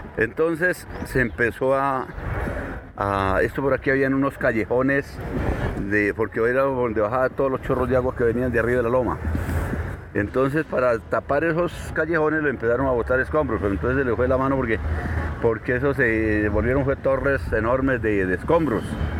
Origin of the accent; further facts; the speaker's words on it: Paipa, Boyacá, Colombia; Yo fui criado en el campo, yo soy de Paipa, Boyacá. Mi juventud la pasé en el campo, trabajando al lado de mi papá, que él era un gran agricultor.